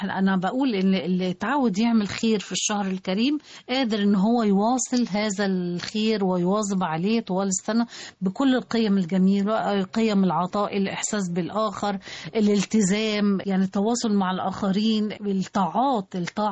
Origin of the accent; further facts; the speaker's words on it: Egypt; الروابط الاجتماعيه اللي احنا بتميزنا كمصريين